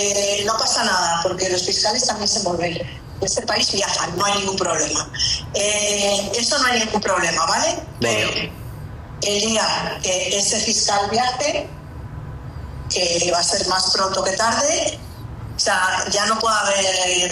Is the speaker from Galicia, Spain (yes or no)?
no; Bilbao, Basque Country, Spain; Soy de Bilbao, aunque tengo doble nacionalidad cántabra.